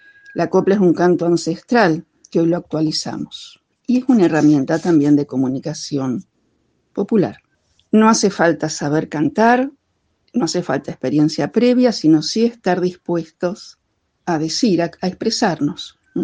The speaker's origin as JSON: {"language": "Spanish", "town": "Lago Puelo", "region": "Chubut", "country": "Argentina", "said": "de Lago Puelo"}